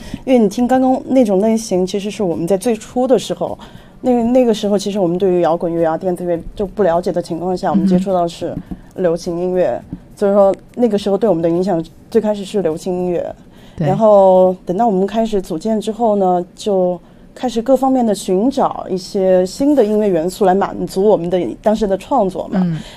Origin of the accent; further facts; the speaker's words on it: Xichang, Sichuan, China; 你知道我是来自凉山州的西昌